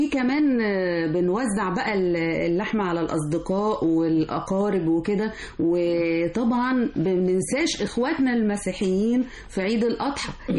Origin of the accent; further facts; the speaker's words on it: Egypt; يعني احنا كلنا مصريين وكلنا بنحتفل وكلنا ايد واحدة